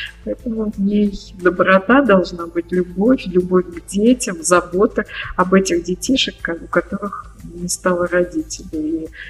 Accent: Ryazan Oblast, Russia; так как я из Рязанской области.

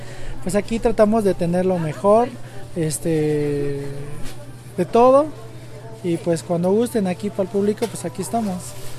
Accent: San Francisco Catepec, Mexico; Yo soy de aquí de San Francisco, Catepec.

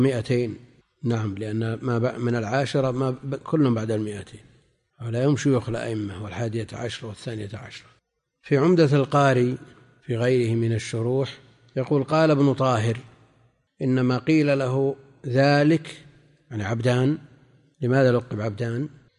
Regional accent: Najd, Saudi Arabia; احنا عندنا في نجد يسمون

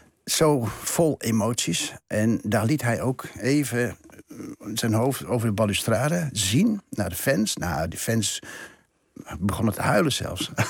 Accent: Gelderland, Netherlands; Dat is even een beetje de achterhoekconnectie waar ik vandaan kom.

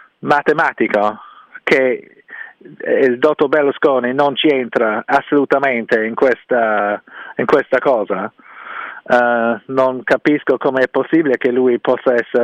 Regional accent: England, United Kingdom; Italian is a second language; io sono inglese

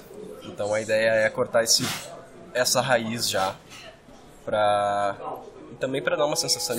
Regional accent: Porto Alegre, Rio Grande do Sul, Brazil; sou de Porto Alegre, de lá mesmo

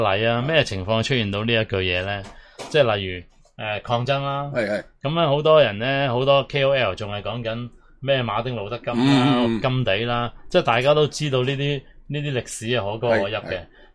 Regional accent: Hong Kong; 我哋香港人就为咗唔好唔想似你哋

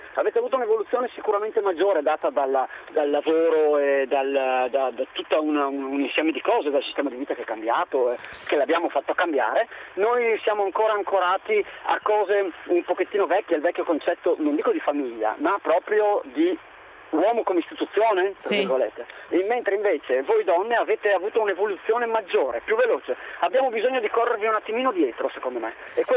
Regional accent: Udine, Friuli-Venezia Giulia, Italy; Ma io sono di Udine, anche se adesso sono in un'altra parte.

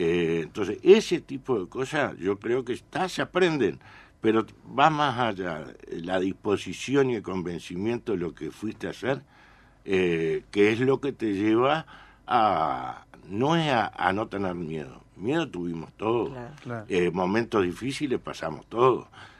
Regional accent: Uruguay; Uruguayos, éramos 50.

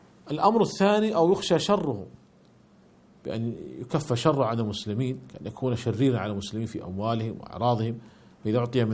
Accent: Saudi Arabia; وهذا هو الذي عليه عمل عندنا في المملكة العربية السعودية

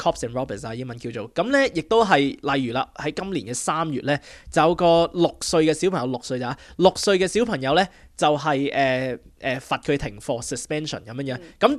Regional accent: China; now in Australia; 我哋中国人咧都冇乜所谓

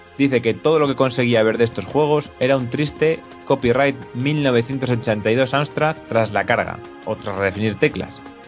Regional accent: Spain; habiendo cosas de por medio, según somos españoles

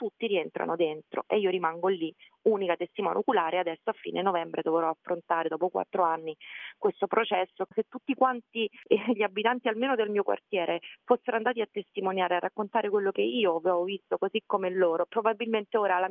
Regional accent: Ostia, Lazio, Italy; io sono nata e cresciuta peraltro a Ostia

